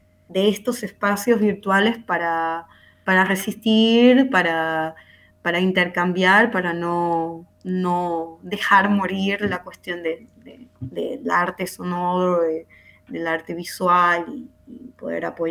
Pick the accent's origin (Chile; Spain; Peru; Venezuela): Venezuela; moved away as an adult; yo me fui de Venezuela en el 2017, como que pensando en ampliar mi proyecto y mis... conocimientos en otros lugares